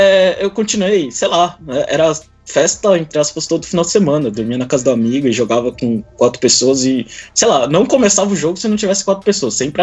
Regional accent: Porto Velho, Rondônia, Brazil; also born or lived in São Paulo; Nasci em São Paulo, sei lá, com 8, 10 anos, eu fui parar em Porto Velho, Rondônia.

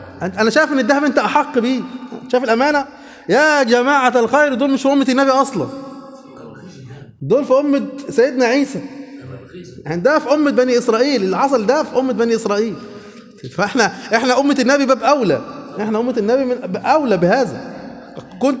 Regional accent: Egypt; عندنا في مصر كده

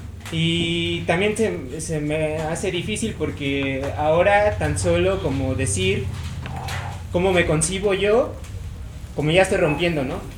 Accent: Mexico City, Mexico; Yo nací en DF, como de niño, y después me fui a la comunidad y aprendí muchas cosas de ahí, muchos valores y muchas cosas chidas, pero también era claro que no era precisamente yo de ahí, ¿no?

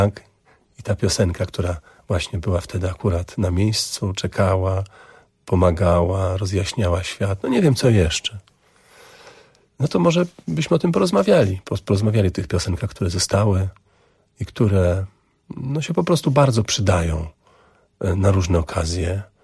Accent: Augustów, Podlaskie Voivodeship, Poland; taką podróż samochodem z Warszawy do Augustowa, do mojego rodzinnego miasta, do moich rodziców

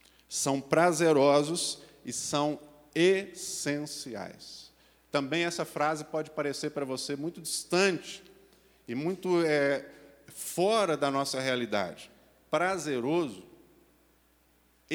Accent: Brazil; porque nós somos brasileiros.

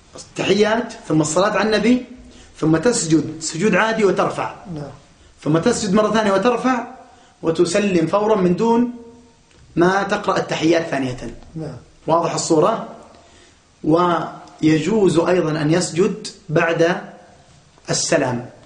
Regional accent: Daraa, Daraa Governorate, Syria; أو مجاهدين من عندنا في درعا أو غيرها

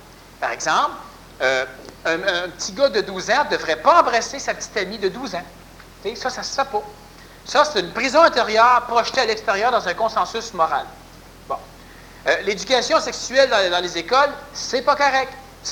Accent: Quebec, Canada; born there; d'ailleurs je suis né au Québec parce que c'est ici que c'est plus intéressant.

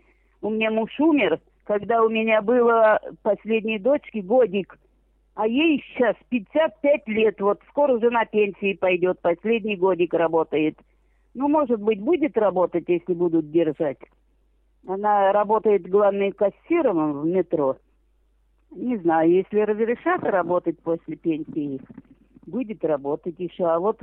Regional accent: Tula, Tula Oblast, Russia; now in Moscow, Russia; А я из Тулы, я в Туле родилась, и во время войны эвакуирована из Тулы, в какую-то деревню. Потом я там за военного вышла замуж, и вот попалась в Москву. А в Москве-то осталась одна, 3 детей

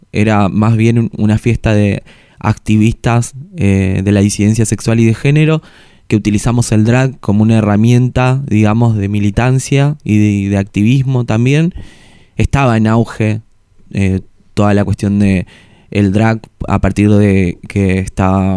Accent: Formosa, Argentina; estaba en Formosa cuando lo escribí, durante la infancia, a partir de mis amigas machonas, después en La Plata

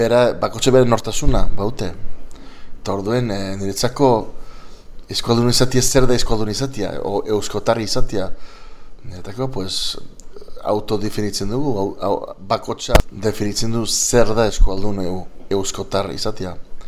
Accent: San Francisco, California, United States; Ni gaztez lehen eskuntza zen euskera. Men San Franciscon sortu nitzen, jaio nitzen, gurasoak bastandarrak, baita mare, eta bueno, lehen eskuntza euskeraz

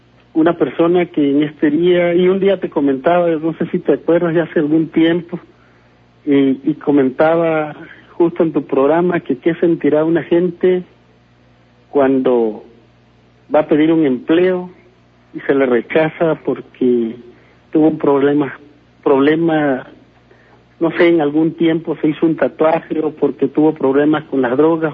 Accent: Tabasco, Mexico; now in Ciudad Juárez, Mexico; Yo soy de Tabasco. Sí. Allá nací, obviamente, hoy vivo aquí en Juárez

